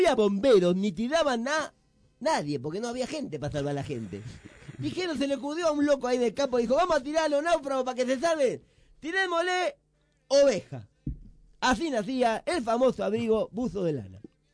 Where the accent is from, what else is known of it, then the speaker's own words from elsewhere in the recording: Argentina; por qué nosotros como argentinos siempre estamos revalorizando que nuestros ídolos sean